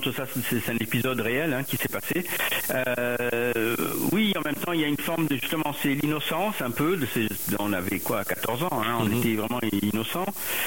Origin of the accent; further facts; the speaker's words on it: Lebanon; moved away; j'ai quitté le Liban, mais parce que nous, on n'a pas décidé de rester.